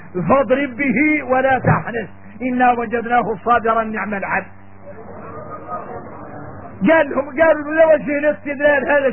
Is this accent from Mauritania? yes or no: yes; Mauritania; احنا موريتاني